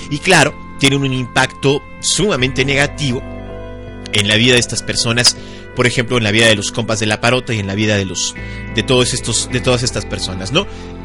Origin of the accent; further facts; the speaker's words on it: Mexico; no están hablando del país México, no están hablando de todos nosotros como mexicanos